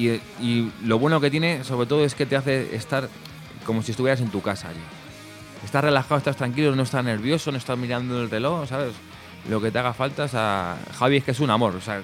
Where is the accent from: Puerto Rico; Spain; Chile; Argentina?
Spain; Móstoles, Community of Madrid; porque nosotros somos de la zona sur, somos de Móstoles, de Alcorcón y así